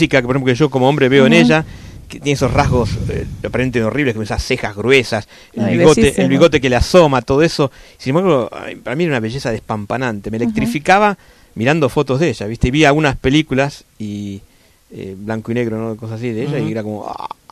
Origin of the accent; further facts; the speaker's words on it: Argentina; yo ahora salgo como argentino al mundo y me puedo golpear el pecho un poquito